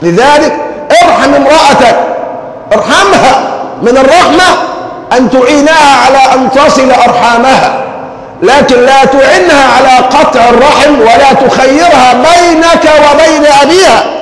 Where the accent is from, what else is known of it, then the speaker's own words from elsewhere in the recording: Egypt; وأزمتنا كمصريين أزمة حب